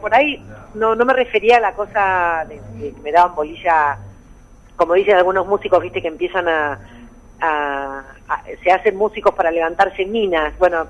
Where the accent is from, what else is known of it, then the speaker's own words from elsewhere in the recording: Buenos Aires, Argentina; soy porteña, nací en Buenos Aires, en la capital